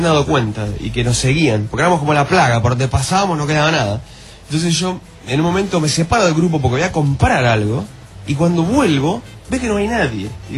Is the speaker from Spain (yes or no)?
no; Uruguay; soy uruguayo, le dije al chabón.